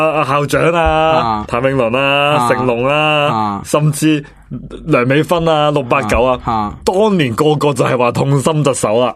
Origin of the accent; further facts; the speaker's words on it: China; 即系我哋中国人咧，啲逻辑系成日乱嚟嘅